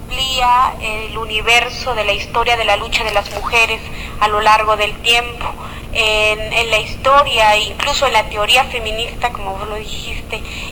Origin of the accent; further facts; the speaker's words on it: Guatemala; de Guatemala.